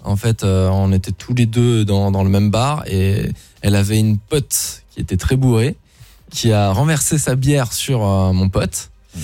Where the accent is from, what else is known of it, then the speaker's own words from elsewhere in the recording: Luxembourg; je suis né au Luxembourg, j'ai grandi là-bas, j'ai fait le système luxembourgeois, c'est très germanique